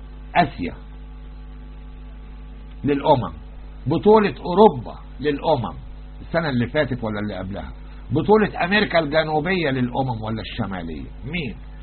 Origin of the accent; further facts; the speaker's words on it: Egypt; يعني عندنا نوادي أجنبية في مصر